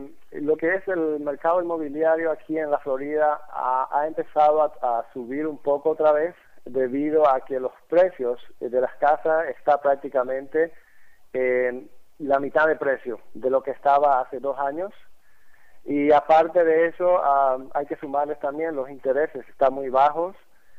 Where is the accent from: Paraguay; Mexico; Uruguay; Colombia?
Paraguay; now in Tampa, United States; aquí hemos podido reunir como 30 paraguayos que estamos aquí en Tampa